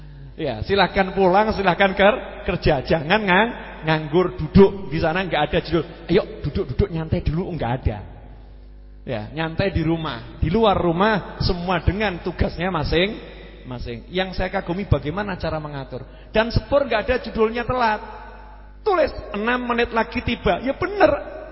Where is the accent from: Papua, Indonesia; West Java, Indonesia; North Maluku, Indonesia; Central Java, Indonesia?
Central Java, Indonesia; Surakarta; born there; Syukur lahir jadi wong Solo. Ya, saya bilang syukur lahir jadi orang Solo, lahir di Indonesia.